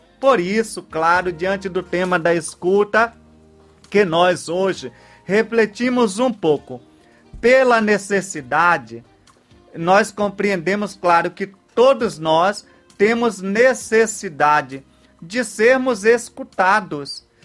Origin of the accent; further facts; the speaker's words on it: Santo Antônio de Jesus, Bahia, Brazil; Então, muito obrigado a você que aí de Santo Antônio de Jesus, minha terra amada, está em comunhão comigo.